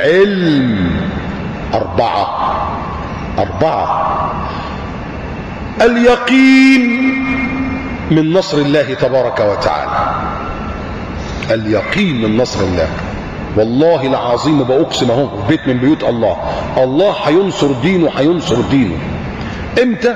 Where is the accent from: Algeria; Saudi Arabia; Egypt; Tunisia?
Egypt